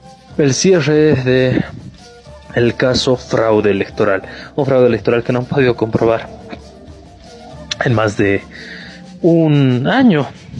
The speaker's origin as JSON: {"language": "Spanish", "country": "Bolivia", "said": "todo lo que veníamos desarrollando como bolivianos de forma independiente, soberana"}